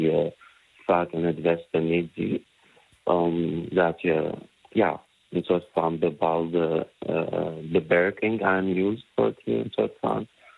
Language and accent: Dutch; Palestine; we komen uit Palestina, we zijn niet staatloos, we hebben een land, we hebben een cultuur, we hebben een hele rijke cultuur.